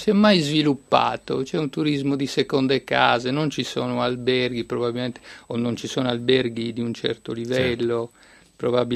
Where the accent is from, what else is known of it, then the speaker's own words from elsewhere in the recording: La Maddalena, Sardinia, Italy; Sì, il mare ha un fascino particolare per noi sardi, poi io sono sardo della Maddalena